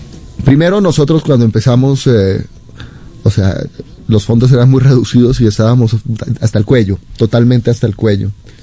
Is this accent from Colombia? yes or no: yes; Colombia; moved away; Tiene que ponerse también en perspectiva cuando yo me fui de Colombia y en la década de los 90 fue una época muy difícil para el país.